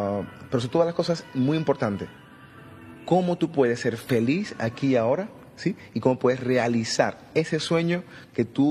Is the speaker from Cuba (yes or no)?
yes; Cuba; moved away; Salí de Cuba hace 18 años, creo que fue por marzo, creo que es marzo 22, 18 años.